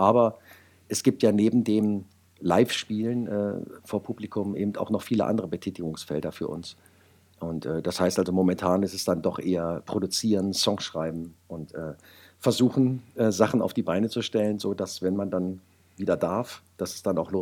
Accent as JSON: {"language": "German", "town": "Wolfsburg", "region": "Lower Saxony", "country": "Germany", "tie": "born or raised there", "said": "Naja, ich bin gebürtiger Wolfsburger"}